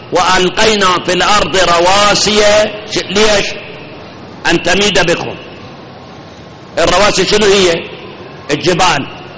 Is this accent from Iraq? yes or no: yes; Iraq; الآن عندنا بالعراق آبار نفط